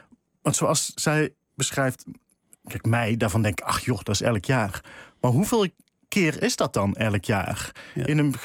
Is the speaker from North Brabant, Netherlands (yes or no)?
yes; Eindhoven, North Brabant, Netherlands; En ik zelf kom ook uit Eindhoven. Ik heb nooit dialect geleerd, maar het wel om me heen gehoord.